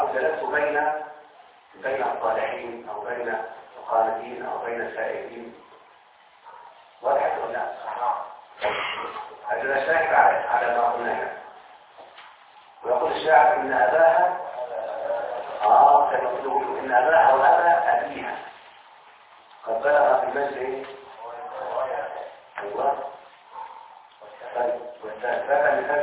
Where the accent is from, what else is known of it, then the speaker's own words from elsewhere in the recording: Egypt; احنا على فكرة كمصريين نتكلم بهذه اللهجة او اللغة